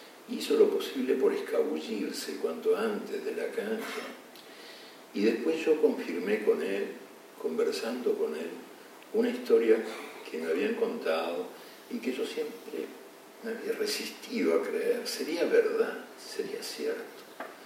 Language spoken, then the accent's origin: Spanish; Uruguay; en mi país, que debe ser uno de los países más futboleros del mundo, si no el más, apoyó la huelga, aunque la huelga implicaba que los uruguayos se quedaran el domingo en la casa, rumiando desdichas.